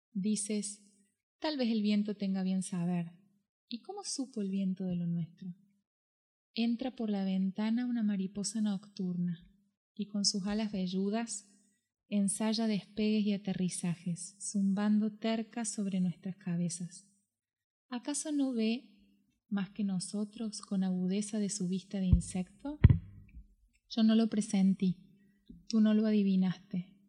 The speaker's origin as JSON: {"language": "Spanish", "region": "Córdoba", "country": "Argentina", "said": "yo soy de Córdoba, entonces hablo como una persona de Córdoba, no Córdoba, la Nueva Andalucía, Córdoba, Argentina."}